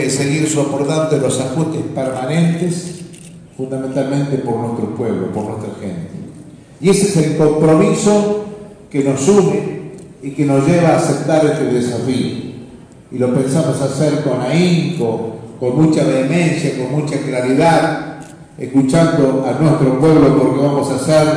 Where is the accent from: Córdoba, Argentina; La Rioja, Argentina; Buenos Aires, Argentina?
La Rioja, Argentina; Pero no somos desiguales los de La Rioja porque vivamos, porque seamos de tercera o de otra categoría de gente. No, somos tan argentinos como todos.